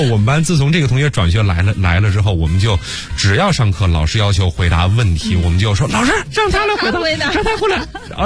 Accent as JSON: {"language": "Chinese", "region": "Beijing", "country": "China", "tie": "born or raised there", "said": "因为我从小是在北京长大的"}